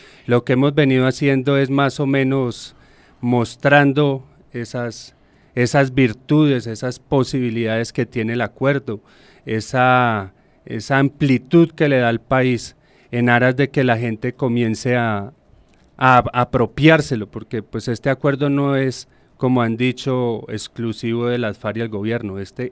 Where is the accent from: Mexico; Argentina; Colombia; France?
Colombia; Bogotá; Soy Rolo, pero